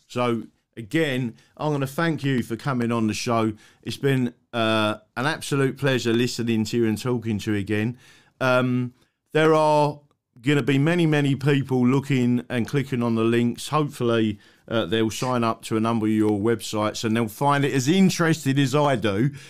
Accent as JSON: {"language": "English", "region": "England", "country": "United Kingdom", "said": "I am not a Brit. I am English"}